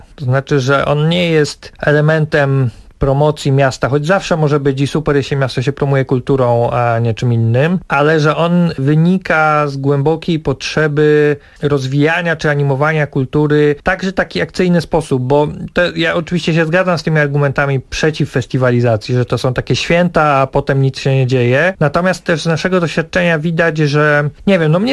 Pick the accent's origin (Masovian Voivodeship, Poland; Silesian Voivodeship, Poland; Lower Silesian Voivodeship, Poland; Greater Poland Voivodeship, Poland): Greater Poland Voivodeship, Poland; no ja jestem z Wielkopolski, zawsze chciałem przyjechać z festiwalem do swojego rodzinnego regionu